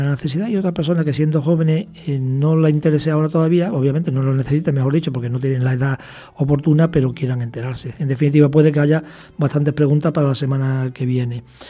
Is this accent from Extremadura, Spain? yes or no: yes; Badajoz, Extremadura, Spain; Yo cuando estaba en mi tierra, en Badajoz, para llegar a Mérida, que eran 60 kilómetros, tardaba 20 minutos.